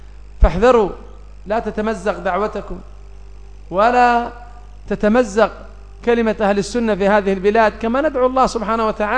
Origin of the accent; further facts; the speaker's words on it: Yemen; عندنا في اليمن كان من يقول